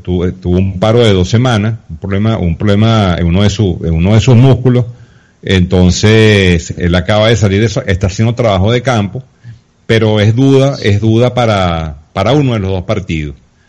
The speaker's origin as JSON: {"language": "Spanish", "country": "Venezuela", "said": "yo siempre he sido, digamos, un poco crítico de la manera como los venezolanos estamos armando la selección"}